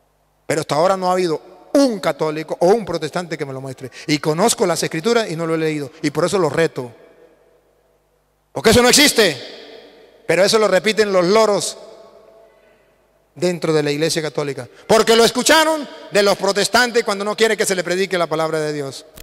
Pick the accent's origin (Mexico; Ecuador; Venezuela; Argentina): Venezuela; Yo vengo de Venezuela